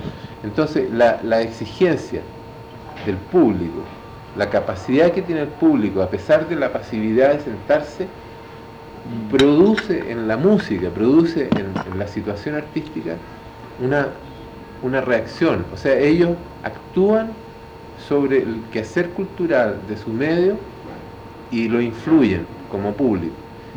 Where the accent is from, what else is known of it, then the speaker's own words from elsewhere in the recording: Chile; De esa picardía del chileno, ¿no? De los choros que somos, los buenos que somos los chilenos.